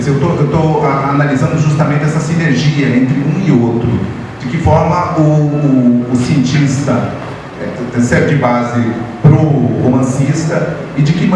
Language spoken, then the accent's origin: Portuguese; Paraná, Brazil; Eu sou paranaense, né?